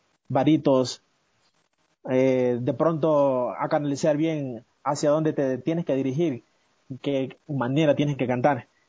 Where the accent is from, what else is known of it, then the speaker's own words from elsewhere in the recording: Esmeraldas, Ecuador; now in Quito, Ecuador; Me encuentro en la capital, pero soy de Esmeralda, de la provincia verde, de allá nomás.